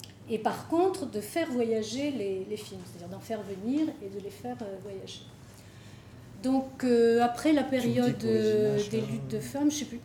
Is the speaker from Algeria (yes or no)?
yes; Algiers, Algiers Province, Algeria; also born or lived in Kabylie; moi je suis née en Kabylie, puis j'ai vécu toute mon enfance et ma jeunesse à Alger, donc une capitale et le rural du blé noir.